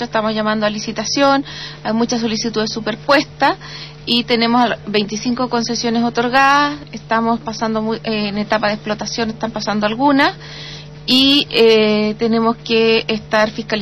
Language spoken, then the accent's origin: Spanish; Magallanes, Chile; Sí, y soy magallánica, sí, me considero magallánica neta.